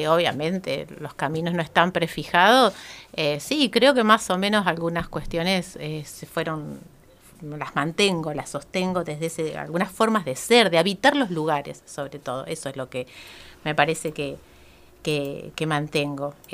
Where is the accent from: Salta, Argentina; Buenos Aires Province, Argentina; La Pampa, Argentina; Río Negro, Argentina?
La Pampa, Argentina; Colonia Barón; Y viví me crié en Colonia Barón, yo de ahí me fui a estudiar. Yo hice toda la primaria y la secundaria en Colonia Barón